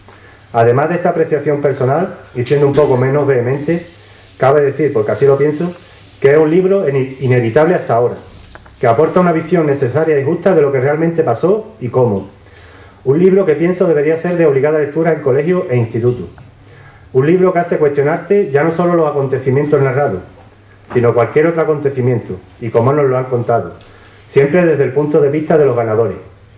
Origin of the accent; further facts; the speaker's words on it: Andalusia, Spain; Y como andaluces y andaluzas, debería servirnos para dejar de sentirnos inferiores